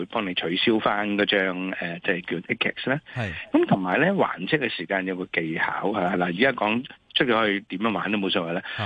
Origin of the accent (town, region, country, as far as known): Hong Kong